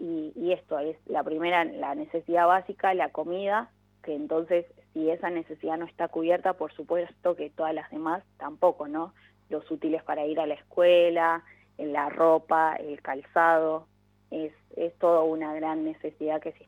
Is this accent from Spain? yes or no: no; Argentina; también las huellas que unen nosotros como ciudadanos, como argentinos